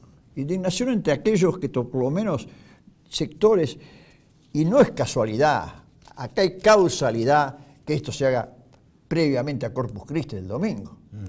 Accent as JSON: {"language": "Spanish", "region": "Buenos Aires", "country": "Argentina", "said": "yo soy porteño como vos, Miguel Ángel"}